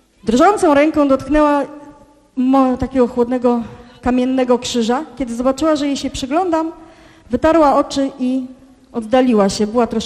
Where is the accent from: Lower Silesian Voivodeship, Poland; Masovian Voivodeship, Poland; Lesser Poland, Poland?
Lower Silesian Voivodeship, Poland; Żarów; Było to na cmentarzu komunalnym w mojej rodzinnej miejscowości Żarów